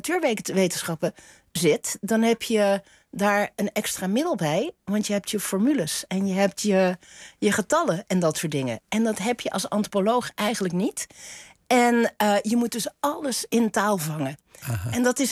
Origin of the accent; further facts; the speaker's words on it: Flanders, Belgium; accent: Flemish; Omdat ik uit Vlaamse ouders ben. Wij spraken thuis ook Vlaams en Nederlands.